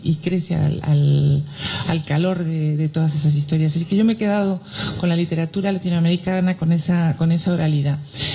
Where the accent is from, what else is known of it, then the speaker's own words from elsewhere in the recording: Uruguay; moved away; cuando me preguntan siempre digo que soy uruguaya, porque a mí me parece feo esa gente que renuncia a sus raíces, ¿no? Y yo me siento muy orgullosa de ser uruguaya